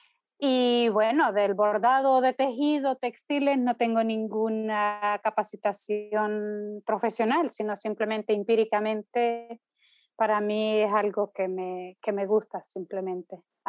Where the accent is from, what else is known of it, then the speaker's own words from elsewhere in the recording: El Salvador; also born or lived in Mesa Grande, Honduras; soy salvadoreña porque nací aquí, pero me considero ciudadana del mundo.